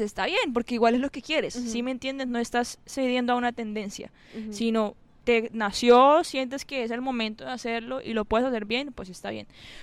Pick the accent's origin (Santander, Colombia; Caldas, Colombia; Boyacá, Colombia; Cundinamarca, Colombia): Santander, Colombia; a mí como santandereana, ¿qué me corresponde? Mi páramo.